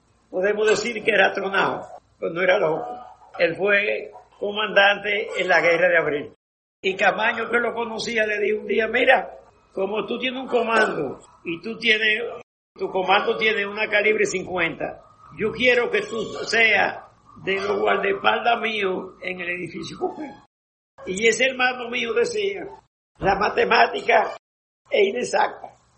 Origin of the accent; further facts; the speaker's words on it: Distrito Nacional, Dominican Republic; que pertenece al barrio de San Juan Bosco, donde yo nací y me crié.